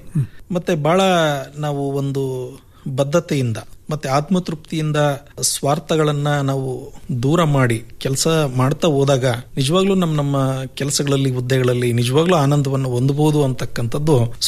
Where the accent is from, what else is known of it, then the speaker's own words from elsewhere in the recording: Jagalur, Karnataka, India; ನಾನು ಮೂಲತಃ ದಾವಣಗೆರೆ ಜಿಲ್ಲೆ ಜಗಳೂರು ತಾಲೂಕಿನಿಂದ ಬಂದಂಥವನು.